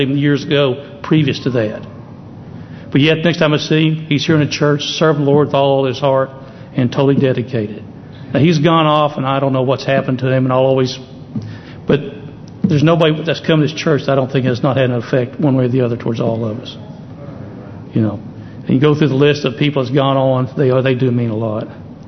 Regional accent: Springdale, United States; also born or lived in El Segundo, California; And I grew up around Springdale pretty much. I was born in California, out in El Segundo, but ended up in Springdale. So I knew everybody in town.

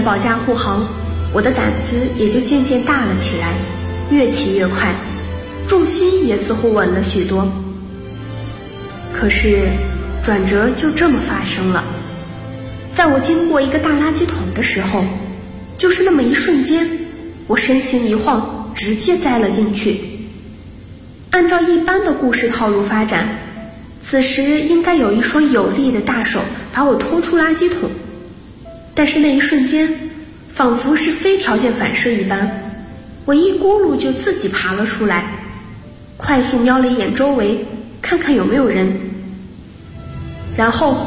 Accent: Changsha, Hunan, China; 来自湖南长沙，距离我的家乡848公里。

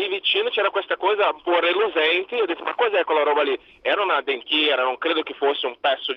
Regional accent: Brazil; Tieni presente che non sono mica in Italia, io sono brasiliano.

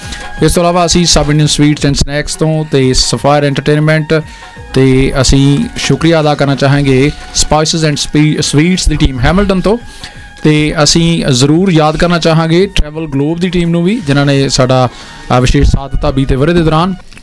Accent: Hoshiarpur, Punjab, India; now in New Zealand; ਮੇਰਾ ਜਨਮ ਮਾਲਪੁਰ ਦਾ ਹੈ ਜੀ, ਜੰਪਲ ਮੈਂ ਹੁਸ਼ਿਆਰਪੁਰ ਦਾ, ਫੁੱਟਬਾਲ ਦੀ ਧਰਤੀ ਨਾਲ ਜੁੜਿਆ

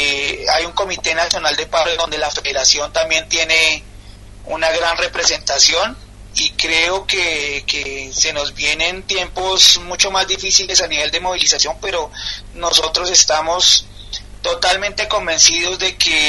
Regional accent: Colombia; Nosotros creemos, como colombianos y como sindicalistas, que esta pandemia lo que ha demostrado es que esos problemas que tenemos como países latinoamericanos

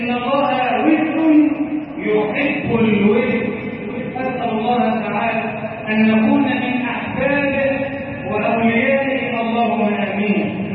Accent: Egypt; اجعل بلدنا مصر امن امانا، صفاء صفاء، وسائر بلاد المسلمين.

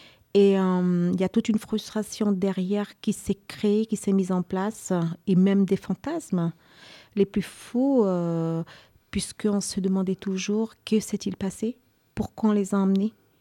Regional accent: French Guiana; de nation Kalinia, donc il y a 6 nations en Guyane. Je viens de la Guyane française, un département d'outre-mer qui est situé en Amérique du Sud, d'à peu près 84 000 km², de frontière Brésil et du Suriname par le fleuve Maroni

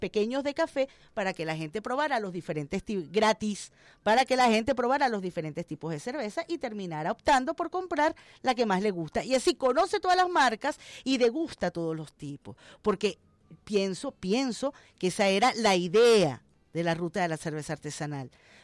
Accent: Caracas, Capital District, Venezuela; como caraqueña, como usuaria.

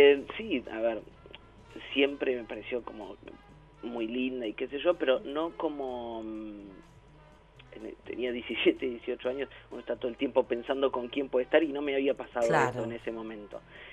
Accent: Junín, Buenos Aires Province, Argentina; Yo nací en Buenos Aires, hace como 30 años en Capital, pero tenía menos de 2 años y mis viejos se mudaron a Junín, provincia de Buenos Aires, y crecí y viví allá hasta que terminé el secundario.

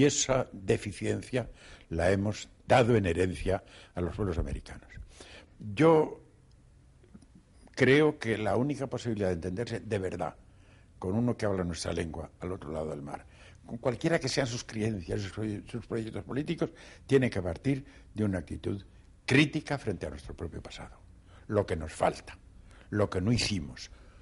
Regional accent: Spain; Yo soy español, he dicho, soy por español por nacimiento, por educación y por vocación.

